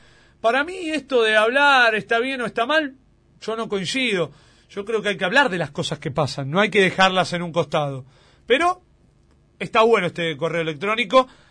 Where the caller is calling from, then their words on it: Resistencia, Chaco, Argentina; de Resistencia Chaco